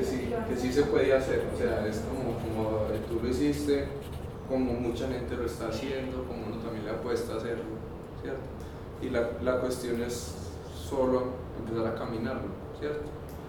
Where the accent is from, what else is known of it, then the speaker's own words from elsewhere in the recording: Antioquia, Colombia; Yo soy de Belén y pues realmente en Belén no he encontrado